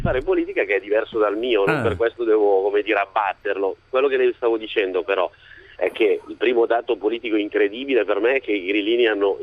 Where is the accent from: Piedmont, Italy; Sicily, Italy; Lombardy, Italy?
Lombardy, Italy; Monza; io sono di Monza